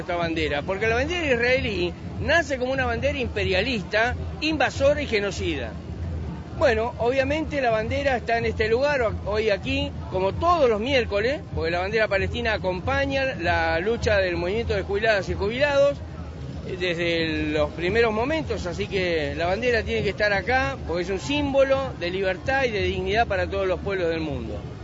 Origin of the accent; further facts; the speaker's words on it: Argentina; y además porque soy argentino.